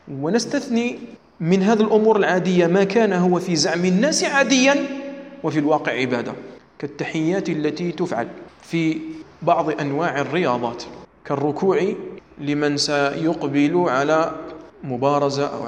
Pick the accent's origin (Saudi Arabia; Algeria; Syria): Algeria; ثم مثل بشيء عندنا في الجزائر بكثرة